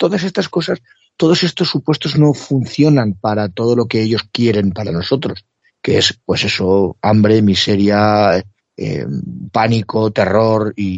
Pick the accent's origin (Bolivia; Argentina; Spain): Spain; nosotros como españoles, ¿por qué no nos declaramos neutrales?